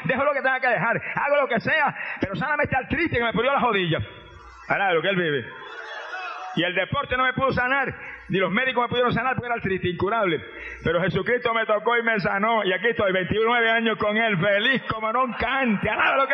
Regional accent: Puerto Rico; Yo era una estrella en el deporte en mi país. Campeón de levantamiento de pesa, peso medio por años y años. Mister Puerto Rico y Mister Norteamérica en fisicultura.

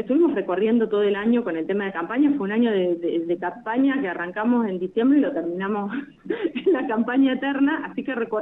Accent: Santa Rosa, La Pampa, Argentina; soy una vecina de Santa Rosa, nací y viví toda mi vida acá, salvo el pequeño periodo que estuve estudiando en Buenos Aires.

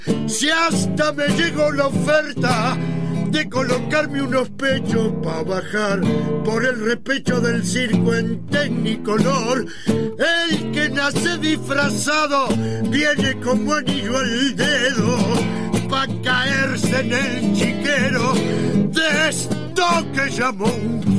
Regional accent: Argentina; Pero yo hablo de nosotros, ¿no? En realidad, no hablo de los uruguayos, hablo de nosotros, los argentinos.

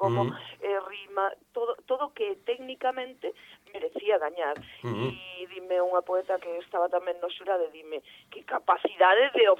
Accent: Coristanco, Galicia, Spain; vou facer un pouco de defensa da miña terra, que se non coñecedes a festa da pataca de Coristán, merece moita pena

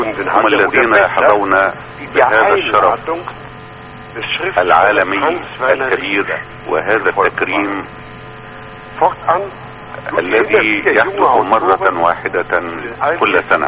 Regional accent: Egypt; على ذاكرتنا كمصريين وعرب

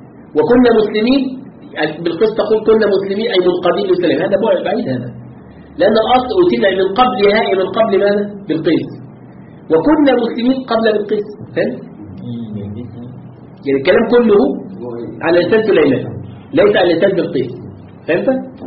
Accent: Egypt; طبعا ليس عندنا في مصر

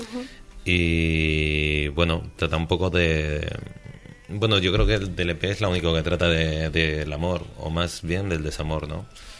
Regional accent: Basque Country, Spain; Bueno, sí, soy vasco

